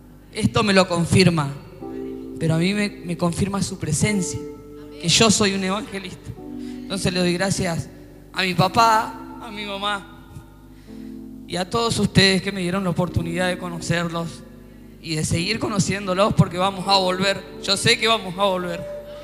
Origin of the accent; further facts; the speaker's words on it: Neuquén, Argentina; yo soy de Neuquén